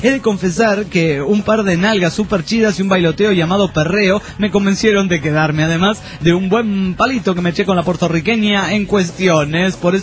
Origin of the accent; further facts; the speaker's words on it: San Juan, Argentina; Quería comentar que no sé si sabían que los argentinos